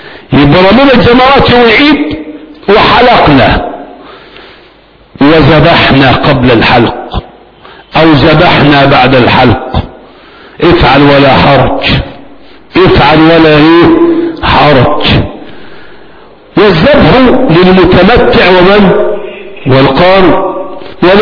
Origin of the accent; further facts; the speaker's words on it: Egypt; احنا كمصريين 11 و12 حلو خالص